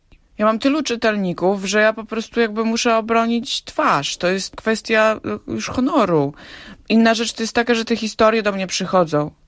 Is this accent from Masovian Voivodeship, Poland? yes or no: no; Hajnówka, Podlaskie Voivodeship, Poland; also born or lived in Białystok; Urodziłam się w Białymstoku, ale rzeczywiście dorastałam w Hajnówce i łączy mnie z Hajnówką nie tylko cała, że tak powiem, spuścizna, historia tego miejsca i ta multikulturowość i ta wielobarwność etnograficzna, ale też przede wszystkim korzenie.